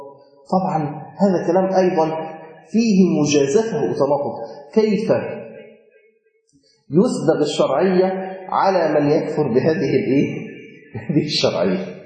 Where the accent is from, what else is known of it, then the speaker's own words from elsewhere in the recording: Egypt; طبعا في عندنا في مصر الناس بتقول كده برضو